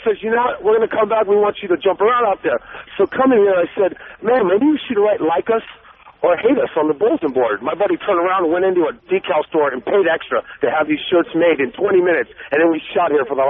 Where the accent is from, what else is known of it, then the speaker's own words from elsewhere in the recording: San Francisco, California, United States; born and raised in San Francisco.